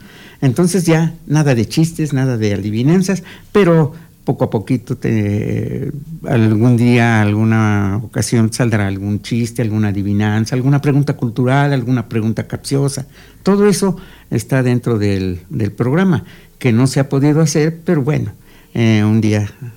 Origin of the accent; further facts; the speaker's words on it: Amecameca, State of Mexico, Mexico; yo soy de aquí de Amecameca, mi pueblo, y precisamente de aquí de Panoaya.